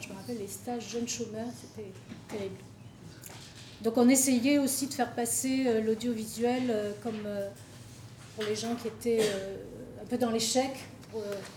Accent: Algiers, Algiers Province, Algeria; also born or lived in Kabylie; moi je suis née en Kabylie, puis j'ai vécu toute mon enfance et ma jeunesse à Alger, donc une capitale et le rural du blé noir.

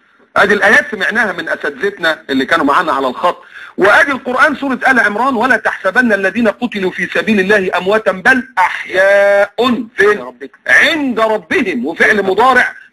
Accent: Egypt; يعني مصر للاسف انا مكسوف وانا قاعد ان انا ابقى مصري

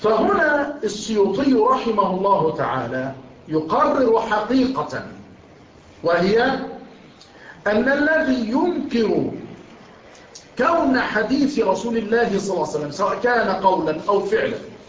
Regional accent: Dakahlia, Egypt; أن أحد مفتشي الأوقاف عندنا في الدقهلية

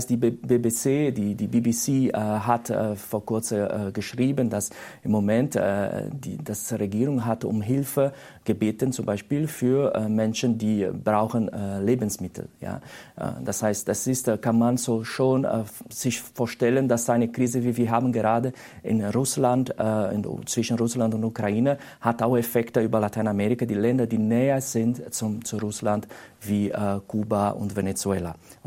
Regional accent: Brazil; German is a second language; Ja, man muss sagen, auch in Brasilien, ich komme aus Brasilien, dass wir verlieren so 1%

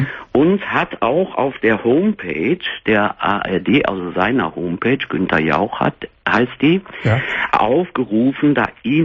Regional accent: Cologne, North Rhine-Westphalia, Germany; now in Berlin, Germany; Nee, ich wohne in Berlin. Ich bin aus Köln, aber bin vor 12 Jahren hier nach Berlin gezogen.

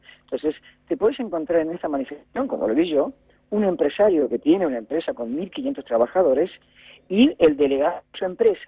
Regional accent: Argentina; now in Spain; yo, que soy un argentino que hace 25 años que vivo acá

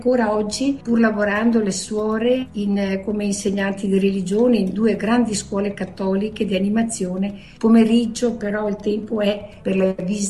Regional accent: San Giorgio in Bosco, Veneto, Italy; born there; Sono nata a San Giorgio in Bosco, ma molto presto trasferita a Tavo.

